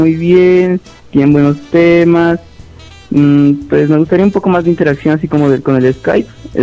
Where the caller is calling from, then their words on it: Colombia; Nos llamo desde Colombia